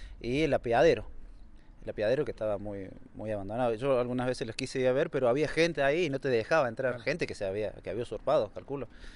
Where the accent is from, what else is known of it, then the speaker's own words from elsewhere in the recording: Huerta, Argentina; yo nací en Huerta y hace 6, 7 años que me vine acá a Yardino. Pero he sido más de Yardino porque tengo prácticamente las raíces acá.